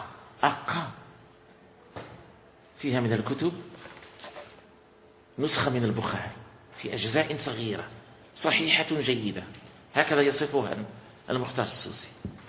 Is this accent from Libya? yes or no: no; Morocco; وليس بمقدورنا نحن أن نفعل، ونحن من أبناء المغرب